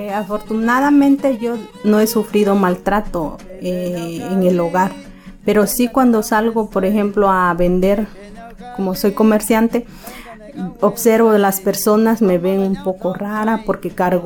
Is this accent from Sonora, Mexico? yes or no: no; Xochistlahuaca, Guerrero, Mexico; Soy de Xochislahuaca, Guerrero.